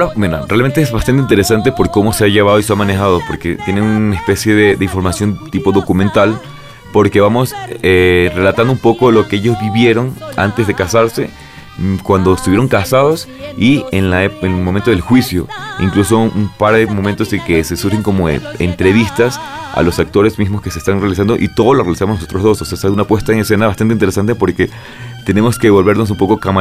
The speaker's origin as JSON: {"language": "Spanish", "country": "Ecuador", "lives_now": "Mexico", "said": "Yo soy ecuatoriano, tengo poco tiempo aquí en México. Yo ya vengo pues con 9 años de carrera actoral allá en mi país."}